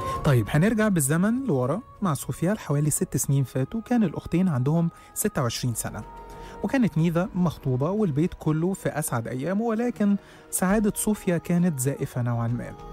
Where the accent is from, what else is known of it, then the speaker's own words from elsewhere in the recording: Egypt; لانها كانت طلبات الدجالين عندنا في مصر